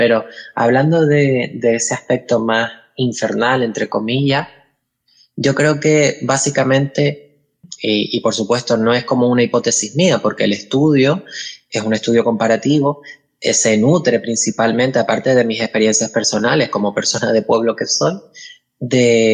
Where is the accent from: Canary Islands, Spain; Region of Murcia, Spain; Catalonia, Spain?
Canary Islands, Spain; Buenavista del Norte; cuando se celebraron allí en mi pueblo, en Buenavista del Norte, una jornada sobre diversidad sexual en los entornos rurales